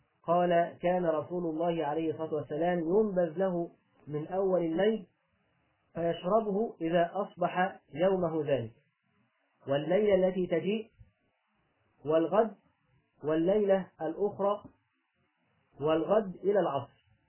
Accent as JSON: {"language": "Arabic", "country": "Egypt", "said": "اللي بيسموه عندنا في مصر اللي هو اللي اللي هو الخشاف"}